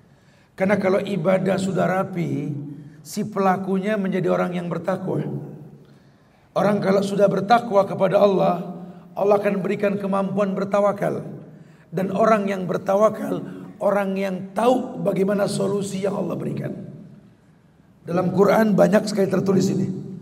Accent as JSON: {"language": "Indonesian", "region": "Jakarta", "country": "Indonesia", "tie": "born or raised there", "said": "Kita lahir di Betawi nih bro. Gede di Jakarta."}